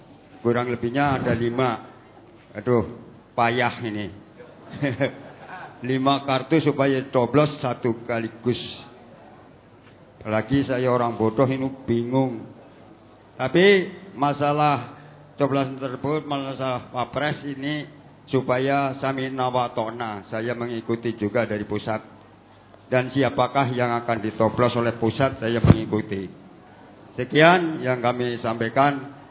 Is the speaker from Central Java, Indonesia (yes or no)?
yes; Kebasen, Central Java, Indonesia; dari cabang Kebasen, Banyumas.